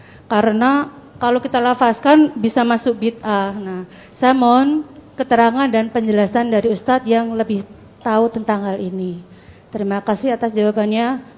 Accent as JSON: {"language": "Indonesian", "town": "Sukoharjo", "region": "Central Java", "country": "Indonesia", "said": "Saya dari Sukoharjo, Ustaz."}